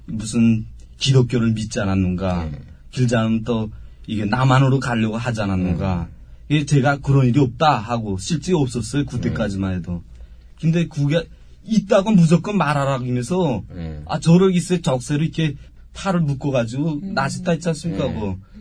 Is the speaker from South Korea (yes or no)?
no; North Korea; moved away; 북한에 있을 때 이렇게 군 떠나니까 중국으로 탈북했어요 제가.